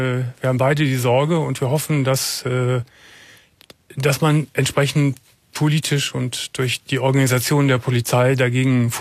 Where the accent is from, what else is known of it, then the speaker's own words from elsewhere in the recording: Germany; Als Deutscher muss man sich dafür schämen.